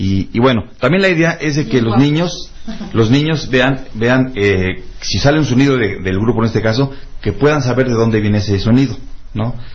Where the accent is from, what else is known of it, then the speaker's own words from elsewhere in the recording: Campeche, Mexico; venimos exactamente de allá de Campeche, vamos a hacer un estilo de por allá